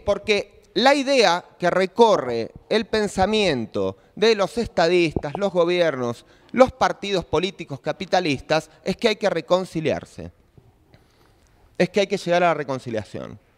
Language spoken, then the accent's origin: Spanish; Argentina; yo soy periodista y soy militante de la CRT. Y bueno, como por mi voz verán, toda mi vida, igual mi vida militante la tuve en Argentina.